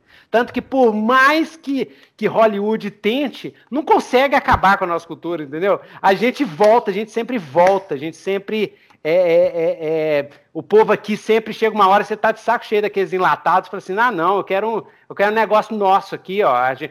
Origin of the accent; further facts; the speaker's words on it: Minas Gerais, Brazil; Eu sou mineiro